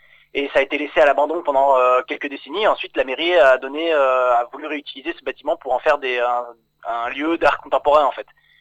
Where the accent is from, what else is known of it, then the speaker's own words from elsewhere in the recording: Île-de-France, France; moved away as an adult; now in Épinal, France; En fait, au départ, je viens de Seine-et-Marne, du côté de Fontainebleau.